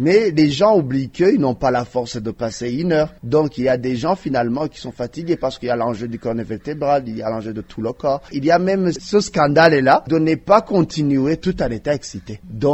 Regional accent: Burundi; Chez nous, au Burundi, je dirais qu'il a vitesse de propagation commence à être accélérée.

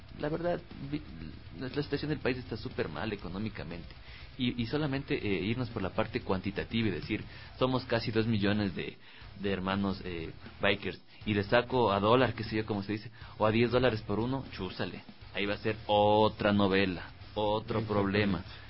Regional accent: Ecuador; yo ya conozco a mi gente, o sea, todos somos ecuatorianos

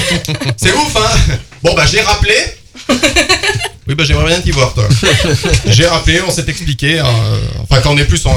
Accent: Auvergne-Rhône-Alpes, France; Je suis auvergnat.

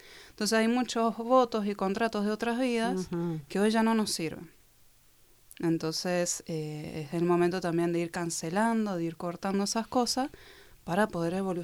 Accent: Mendoza, Argentina; now in Buenos Aires, Argentina; Yo soy de Mendoza y cuando me voy a Buenos Aires entro en grupos

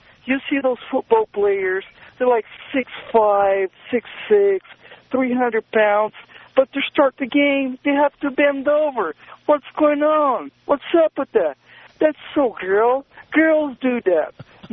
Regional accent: Brazil; now in United States; Well, I'm from Brazil, and, of course, I'm soccer. You know, I love soccer. I grew up playing soccer. I still play soccer. And I've been living here in the States for 6 years already.

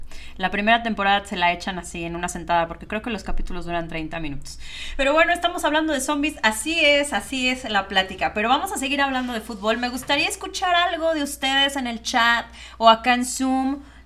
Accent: Mexico; Yo soy mexicana y muy orgullosa

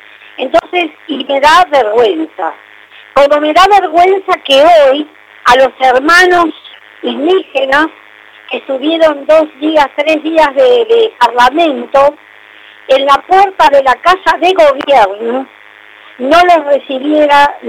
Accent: Argentina; a mí me da vergüenza como argentina.

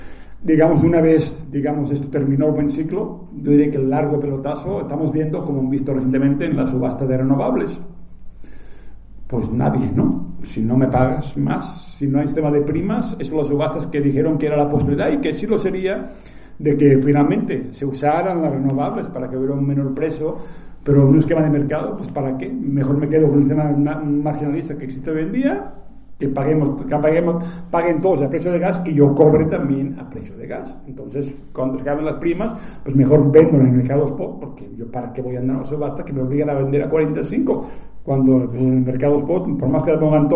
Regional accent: Mexico; yo vengo de México

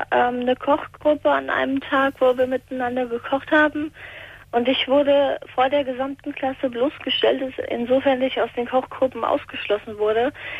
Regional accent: Hesse, Germany; Ich komme aus der Nähe von Frankfurt.

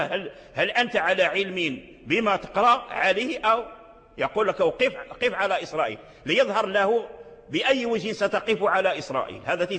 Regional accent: Morocco; من الأئمة والعلماء عندنا في المغرب كذلك لهم تآليف

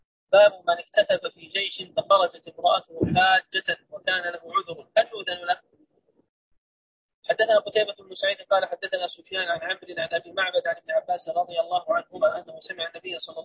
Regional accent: Sudan; يقولون عندنا في السودان ضامن 5 و10

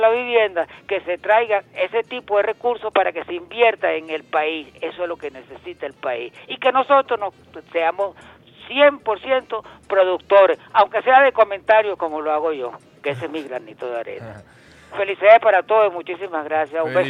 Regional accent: Caracas, Capital District, Venezuela; yo no soy antillano, yo soy caraqueño en sí, yo soy metropolitano en un sentido

